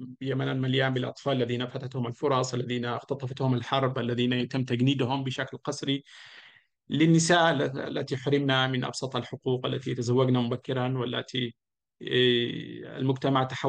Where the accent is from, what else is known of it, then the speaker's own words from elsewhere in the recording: Taiz Governorate, Yemen; moved away; أشتاق لقريتي المعلقة في الجبال الشاهقة في الحجيرية في اليمن